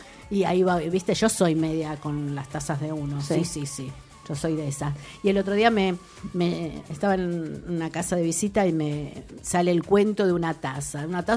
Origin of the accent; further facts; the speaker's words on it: Buenos Aires, Argentina; born there; Es que yo nací en La Boca.